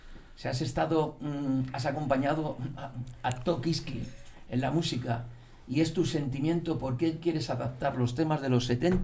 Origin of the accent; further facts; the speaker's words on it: Spain; se sale un poco de lo que se está haciendo, por supuesto, en mi país, aquí. No tiene nada que ver con las bandas españolas, pero nada.